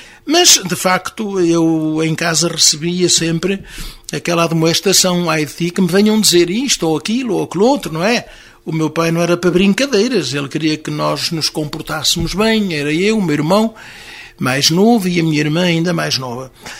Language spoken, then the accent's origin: Portuguese; Vinhó, Centro, Portugal; born there; O meu pai era de Vinhó e eu também nasci em Vinhó.